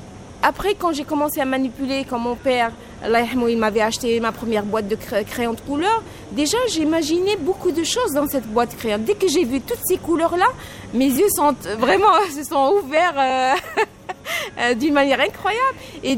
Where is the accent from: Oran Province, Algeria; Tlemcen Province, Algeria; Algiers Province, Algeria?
Algiers Province, Algeria; Algiers; also born or lived in N'Gaous; j'ai vraiment grandi à Alger. Mes parents habitaient avant ma naissance à Alger. Donc, si je suis née à Ngaos, c'est parce que mes parents, ils sont d'origine là-bas.